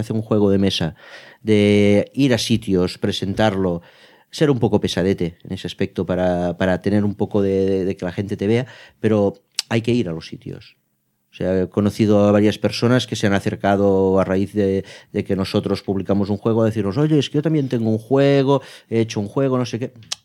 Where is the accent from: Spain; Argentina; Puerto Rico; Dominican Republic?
Spain; Roquetas, Catalonia; No, nosotros somos de Tortosa, bueno, de Roquetas. Ah. Cerca del Delta del Ebro.